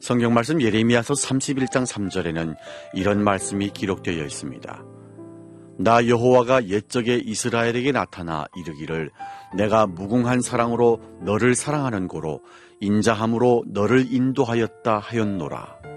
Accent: North Korea; now in South Korea; 저는 탈북민

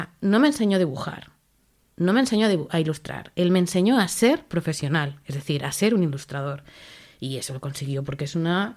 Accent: Aragon, Spain; mi familia y yo somos de las Tierras del Ebre, del lado de Aragón. Con lo cual hablábamos el mismo catalán sonando igual.

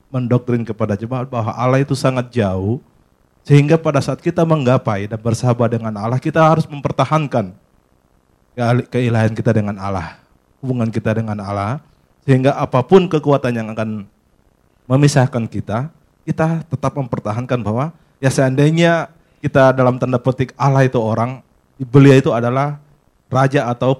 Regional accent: Makassar, South Sulawesi, Indonesia; Saya dari Makassar, Pak.

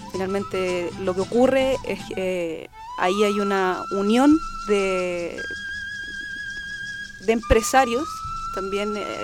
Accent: Chile; Nosotros como chilenos nos han ocultado, yo en mi colegio jamás escuché la historia como la vengo a conocer ahora de adulta.

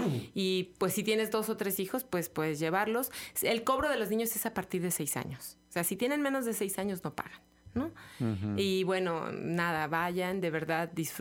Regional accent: Mexico; Así somos los mexicanos, nos reímos de la muerte

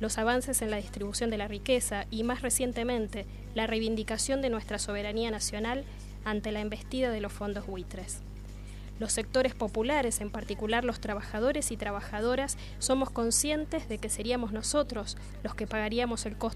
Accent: Argentina; somos mayoría los argentinos que hemos aprendido que los problemas de la democracia solo se resuelven con más democracia

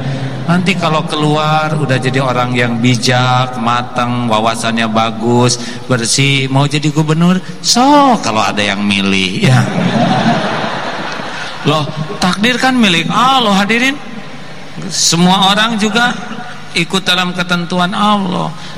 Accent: United States; born there; Indonesian is a second language; I am not milih lahir in Amerika. Saya tidak milih lahir di Amerika. Ini bukan pilihan saya lahir di Amerika.

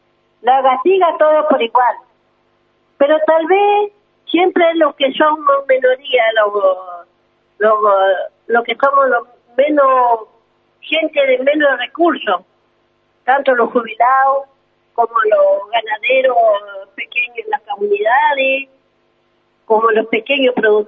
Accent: Ingeniero Jacobacci, Río Negro, Argentina; vine de Jacobasi, de mi comunidad, se llama Lolos Juana Torres, soy la Pillancuse de la nuestra comunidad, de la zona Colitoro. También tengo mi casa, vivo en la guarida

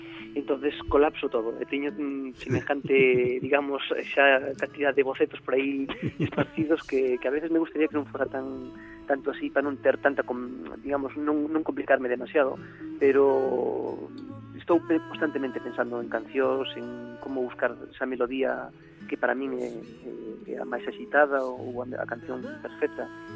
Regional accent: Galicia, Spain; inspiro-me moitísimo na miña terra, claro. Na miña zona, en Nela Barreira, en o pobo onde máis encontrada. Sí. Vaixeme moitísimo a cabeza de Caralí, porque foi onde nací, onde me criei

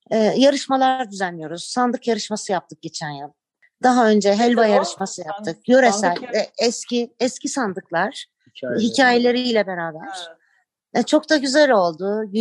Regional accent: Istanbul, Turkey; Ben bu köyün kızı değilim. İstanbul'da doğdum, büyüdüm. Babam Adapazarı doğumlu. Babaannem ve dedem Yugoslav göçmeni, Arnavut kökenimiz.

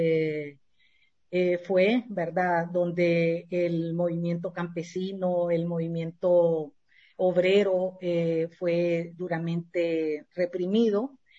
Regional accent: Tegucigalpa, Francisco Morazán, Honduras; born there; Yo nací en Tegucigalpa, Honduras, un 17 de noviembre de 1957, o sea que este año voy a cumplir 65 años.

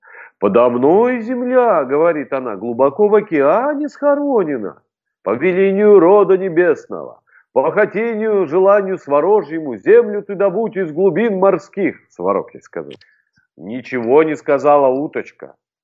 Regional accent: Krasnoyarsk Krai, Russia; А я, представляешь, вырос на Крайнем Севере, на полуострове Таймыр.

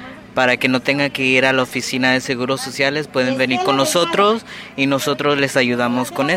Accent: Fresno, California, United States; born there; mis papás son de México y yo nací aquí en Fresno.

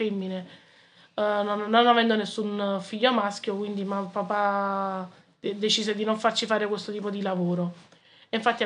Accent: Naples, Campania, Italy; now in Sant'Anastasia, Italy; 46 anni, sono originaria di Napoli, però vivo ormai da 18 anni sposata con mio marito a Santa Anastasia.

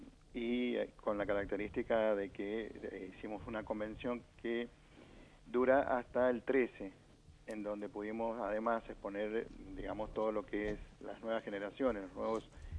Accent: Mendoza, Argentina; el homenaje que le estábamos debiendo nosotros como mendocinos a un mendocino

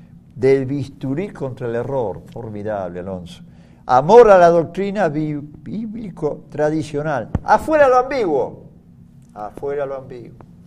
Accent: Argentina; Yo llamo a mi Argentina España, España de ultramar.

